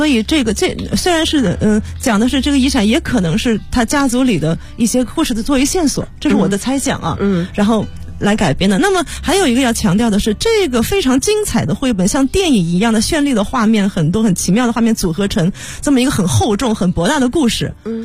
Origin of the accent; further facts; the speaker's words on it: Nanjing, Jiangsu, China; 我是一个出生在南京的南京人，